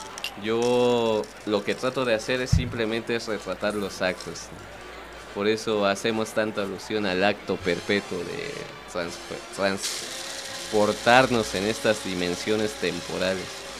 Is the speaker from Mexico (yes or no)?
yes; Mexico; esta magnífica tradición que aún logramos conservar como mexicanos